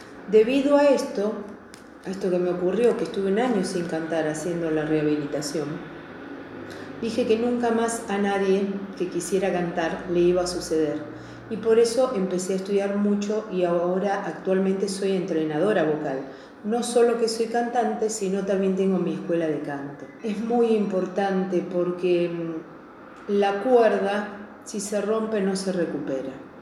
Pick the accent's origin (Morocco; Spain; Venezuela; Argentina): Argentina; Ciudadela, Buenos Aires Province; born there; Sí, yo soy nacida en Ciudadela, mis papás son de Ciudadela, más de 100 años que tiene la familia … Ciudadela, ¿no? Porque, bueno